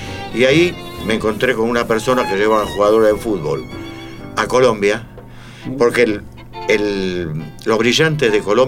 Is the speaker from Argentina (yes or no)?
yes; Buenos Aires, Argentina; yo soy de Boedo, ¿qué vamos a hacer?